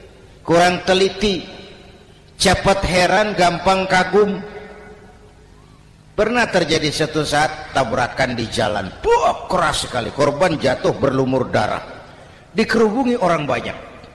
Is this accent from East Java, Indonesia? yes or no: no; Jakarta, Indonesia; born there; Bahwa saya lahir di Jakarta, itu sih kebetulan.